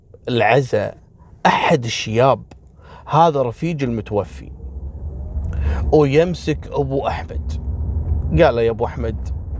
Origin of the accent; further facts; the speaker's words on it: Kuwait; أنا ذاكر لكم قصة حصلت عندنا في الكويت